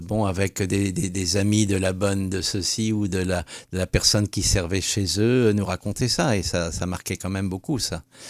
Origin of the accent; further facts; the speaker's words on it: Metz, Grand Est, France; Moi, je venais de Metz, mais on passait par Nancy en train pour remonter vers Hanovre.